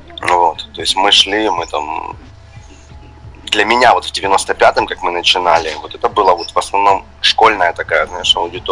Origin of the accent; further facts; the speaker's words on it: Donetsk, Donetsk Oblast, Ukraine; also born or lived in Pryvillia; Я больше из Донецка, хотя родился в Луганской области. Ага. Есть такой город Приволье, недалеко от Лисичанска. Ага. Вот я был рожден там. До 5 лет мы там жили, потом переехали уже в Донецкую область.